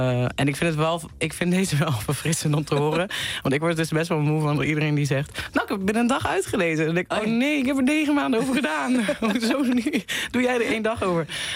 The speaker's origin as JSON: {"language": "Dutch", "town": "Venlo", "region": "Limburg", "country": "Netherlands", "said": "Ik had gezegd dat wij in Venlo, waar ik vandaan kom, naar een concert zouden gaan."}